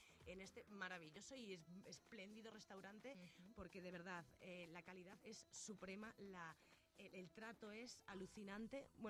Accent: Galicia, Spain; No, soy gallega

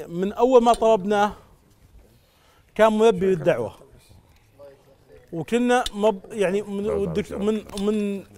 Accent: Saudi Arabia; من السعوديه

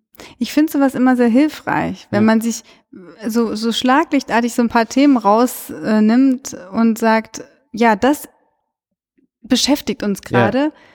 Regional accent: Cologne, North Rhine-Westphalia, Germany; Ja, aber, das Witzige fand ich, also ich komme ja aus Köln und wir haben auch ein stadtgeschichtliches Museum und so.

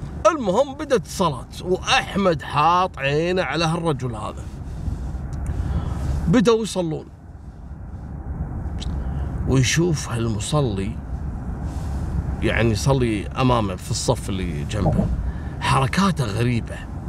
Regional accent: Kuwait; وكانوا كثير من القضايا حصلت حتى عندنا في الكويت

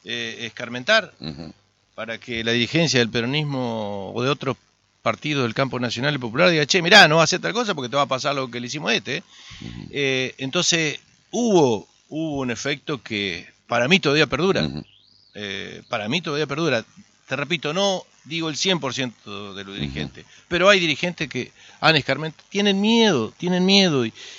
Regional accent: Arroyo Barú, Entre Ríos, Argentina; Yo ayer estuve en mi pueblo, Arroyo Barú. Nací en el hospital, en ese hospital donde nací, estuve en la escuela donde viví hasta los 5 años, estuve en la estación de ferrocarril donde viví hasta los 18 años. Yo tengo un origen, mis raíces están en este pueblo.

